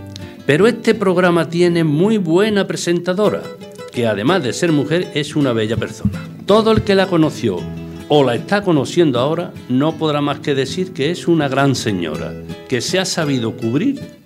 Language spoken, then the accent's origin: Spanish; Villanueva del Rey, Andalusia, Spain; also born or lived in Écija; Mi padre era agricultor... que yo me he criado en Villanueva de Rey. Me he criado, nací en Écija. Entonces, pues, éramos seis hermanos